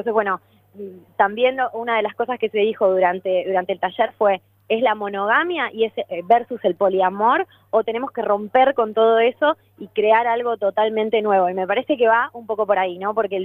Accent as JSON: {"language": "Spanish", "town": "Ushuaia", "region": "Tierra del Fuego", "country": "Argentina", "tie": "born there", "said": "también espero que pueda llegar a mi ciudad natal, que es Ushuaia, Tierra del Fuego."}